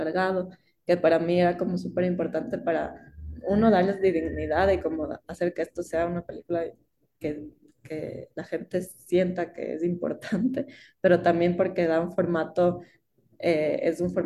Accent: Ecuador; había muchas cosas que eran muy comunes con Ecuador, de donde yo vengo.

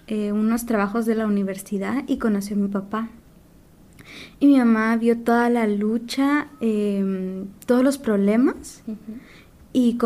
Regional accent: Xalapán, Jalapa, Guatemala; Mi comunidad está en la frontera con México. Soy de Xalapán, se ubica por Jalapa, es el municipio que digamos, es como el centro.

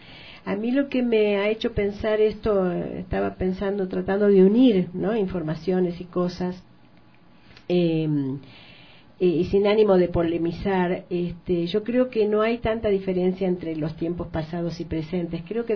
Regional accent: Argentina; pertenezco a una generación violentada, ¿no es cierto? Hemos sido torturados, en mi país ha habido campos de concentración

